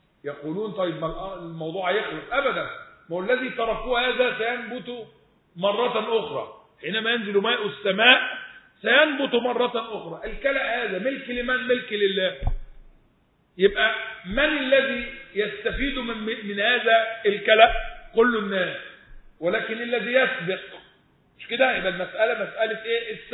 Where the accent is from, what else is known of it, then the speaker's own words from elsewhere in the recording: Egypt; لا شركاء فيها اصل احنا مصريين وهي ملكيه